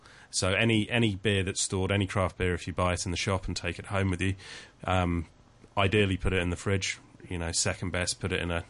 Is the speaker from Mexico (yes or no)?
no; England, United Kingdom; I obviously, being English